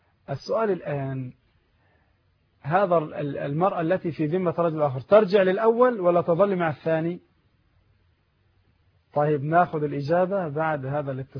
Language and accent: Arabic; Egypt; البنوك عندنا في مصر ثلاثه اقسام